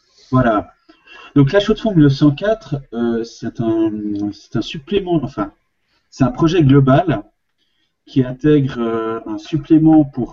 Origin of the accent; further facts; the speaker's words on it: Switzerland; Et je suis suisse.